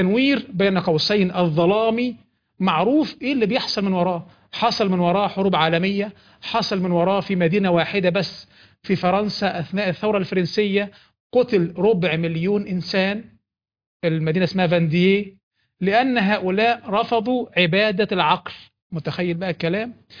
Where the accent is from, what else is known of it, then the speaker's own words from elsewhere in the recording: Egypt; احنا عندنا في مصر البوليس